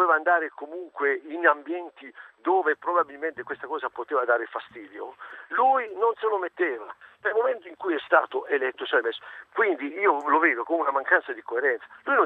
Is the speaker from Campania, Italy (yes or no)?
no; Bari, Apulia, Italy; now in La Spezia, Italy; siccome sono barese